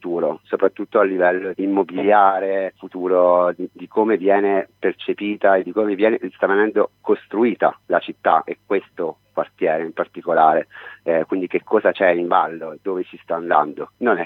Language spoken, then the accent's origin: Italian; Abruzzo, Italy; now in Bologna, Italy; io sono abruzzese, però mi sono trasferito a Bologna 10-11 anni fa, e da allora, all'inizio per caso e poi per scelta, ho sempre vissuto in Bolognino, ho cambiato diverse case, ma sempre nel giro di 500 metri.